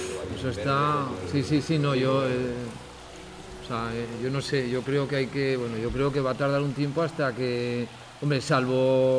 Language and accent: Spanish; Tudela, Navarre, Spain; Pero bueno, yo soy de Tudela, de Navarra y soy muy cabezón.